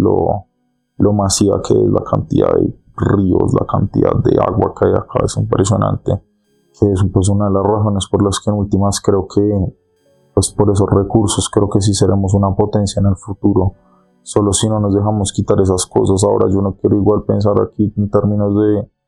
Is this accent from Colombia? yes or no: yes; Colombia; pues como colombiano, siento que uno debería estar como puyando sobre todo por eso